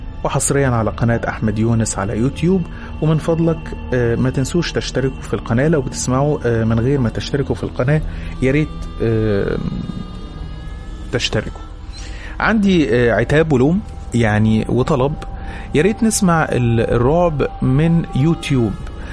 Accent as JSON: {"language": "Arabic", "town": "Aswan", "region": "Aswan Governorate", "country": "Egypt", "lives_now": "Cairo, Egypt", "said": "أنا من أسوان ولكني عايش مع أهلي في القاهرة."}